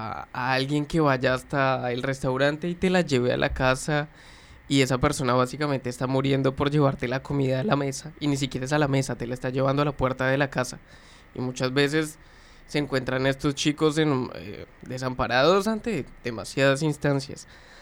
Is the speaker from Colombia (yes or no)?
yes; Colombia; moved away; Puntualizarlo, soy colombiano, soy migrante, ya como de las cuestiones de la vida, nada, te volvés migrante porque salí simplemente de tu país.